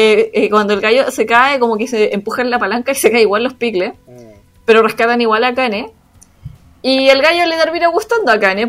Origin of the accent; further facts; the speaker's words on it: South Korea; soy coreana, todos lo hacemos picle también